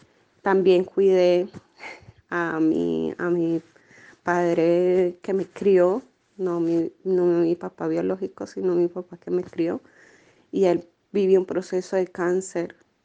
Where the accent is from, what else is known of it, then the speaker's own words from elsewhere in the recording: Colombia; moved away as an adult; also born or lived in Buenos Aires; tengo 35 años. Soy colombiana. En Colombia me gradué de trabajo social y acá llegué hace 3 años. Y antes de vivir acá, viví 5 años en Buenos Aires.